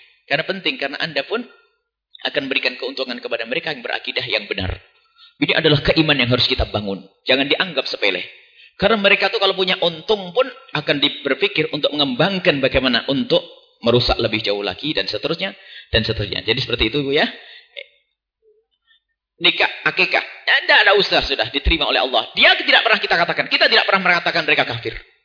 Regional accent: Aceh, Indonesia; dari Aceh. Saya di kampung kami sering ada jamaah tabligh.

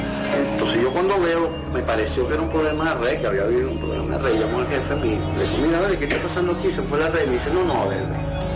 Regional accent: Venezuela; Créanme, yo como venezolano, como profesional, me dio un dolor enorme.

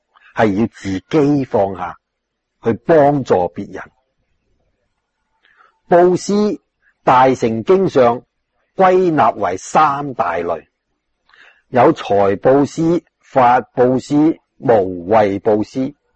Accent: China; 我们中国人就什么都吃的，都要杀害的

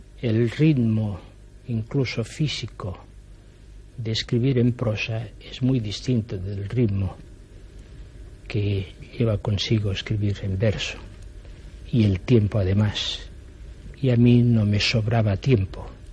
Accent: Catalonia, Spain; first language Catalan; Spanish is a second language; Yo estoy absolutamente dedicado a mi pueblo catalán, a mi nación catalana, a mi lengua y a mi cultura.

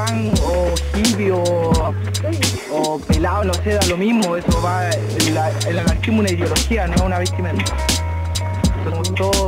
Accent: Conchalí, Santiago Metropolitan Region, Chile; Políticamente anarquista y soy de Conchalí.

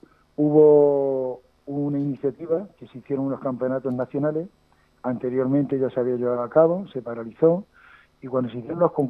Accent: Las Herencias, Castilla-La Mancha, Spain; aprovecho para hacer mención y que la gente venga a mi pueblo también a comprar dulce

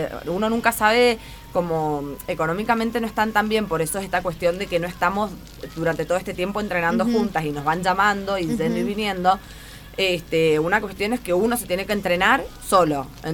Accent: Argentina; Somos 6 argentinas, sí.

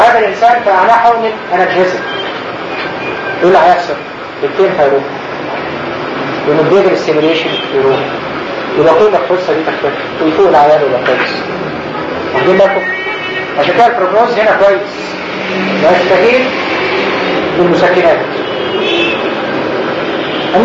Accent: Egypt; و70% ده فين؟ مش عندنا في مصر

